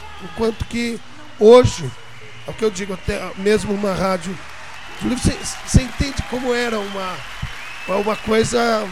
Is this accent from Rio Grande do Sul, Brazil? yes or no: no; São Carlos, São Paulo, Brazil; Um autêntico São Carlense. Um autêntico São Carlense. E venho daqui mesmo.